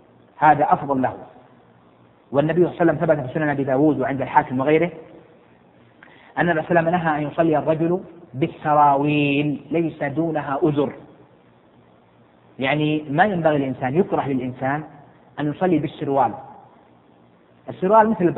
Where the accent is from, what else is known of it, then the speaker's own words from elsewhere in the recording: Jeddah, Makkah Province, Saudi Arabia; وانت تعرف عندنا في جدة مثلا تمر علينا اوقات يعني حتى البسس تشتكي مو الاوادم، يعني حر شديد قيض شديد جدا